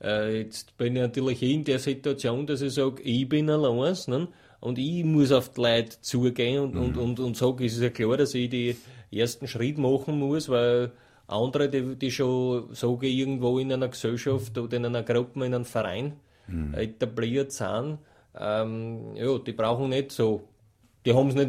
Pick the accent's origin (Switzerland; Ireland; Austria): Austria; Stagnaz, Styria; Es ist eine kleine Ortschaft in der südlichen Steiermark.